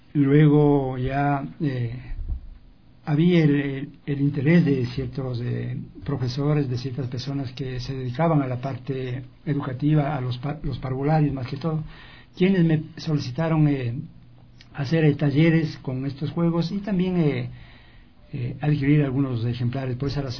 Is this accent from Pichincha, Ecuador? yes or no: yes; Tabacundo, Pichincha, Ecuador; cuando yo ejercía ya la profesión de periodista en mi tierra, en Tabacundo